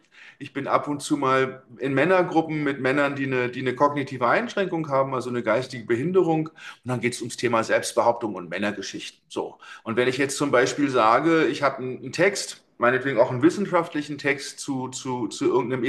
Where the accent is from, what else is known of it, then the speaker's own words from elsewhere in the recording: Berlin, Germany; 53 bin ich. Ich komme ursprünglich aus Berlin, bin vor 17 Jahren nach Süddeutschland gezogen, um zu studieren und um mich arbeitstechnisch nochmal anders aufzudröseln.